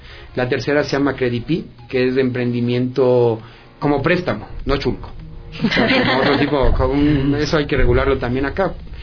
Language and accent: Spanish; Ecuador; por qué digo que somos bacanos los ecuatorianos?